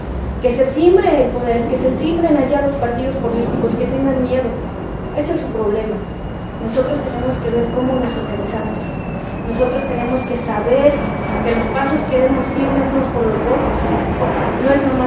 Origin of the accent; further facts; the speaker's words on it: Xochimilco, Mexico City, Mexico; soy originaria de Xochimilco, mis abuelos son originarios de Xochimilco